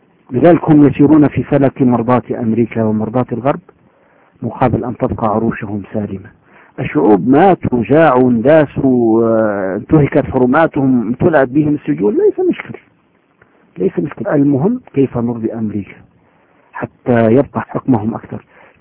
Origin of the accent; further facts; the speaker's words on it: Syria; حزب البعث عندنا في سوريا له 30-40 سنة جيل بعد جيل